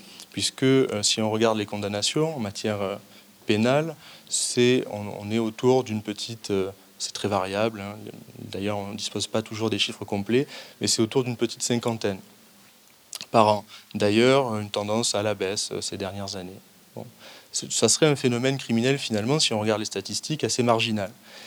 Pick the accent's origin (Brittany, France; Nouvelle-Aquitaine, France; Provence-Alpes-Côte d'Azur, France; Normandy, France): Provence-Alpes-Côte d'Azur, France; Aix-Marseille; Alors, moi je viens d'Aix-Marseille, hein. Il y a un prisme un peu local